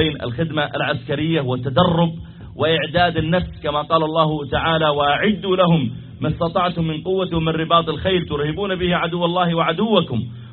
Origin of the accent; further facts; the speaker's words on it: Saudi Arabia; وهل الصلاة خاصة بنا نحن الذين جئناكم من السعودية؟